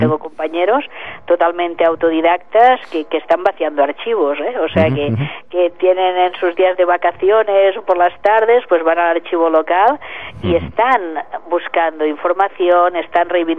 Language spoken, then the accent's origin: Spanish; L'Hospitalet de Llobregat, Catalonia, Spain; también se ha hecho una ruta en Hospitalet, de donde soy yo